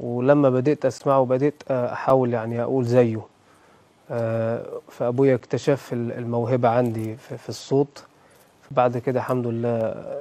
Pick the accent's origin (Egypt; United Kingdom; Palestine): United Kingdom; طبعا انا مولود في بريطانيا وعشت هناك اي بريطاني